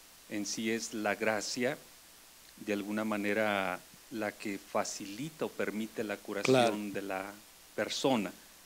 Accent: León, Guanajuato, Mexico; vengo de la diócesis de León, Guanajuato

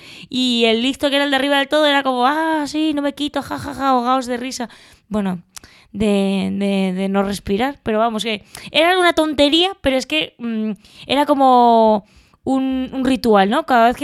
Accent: Valencia, Valencian Community, Spain; born there; Bueno, a ver, es que en Valencia, yo es que nací en Valencia, ¿vale?

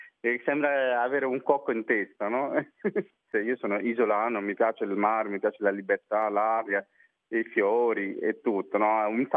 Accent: Mauritius; Italian is a second language; now in Italy; quando sentono che sono mauriziano

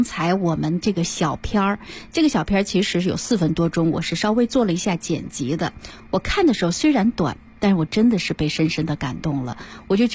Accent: Tangshan, Hebei, China; 因为我是唐山人，离着秦皇岛蛮近的哈。

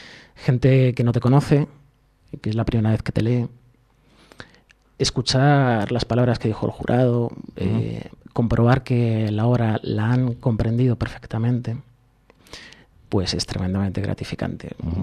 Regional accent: Leganés, Community of Madrid, Spain; Yo soy de Leganés.

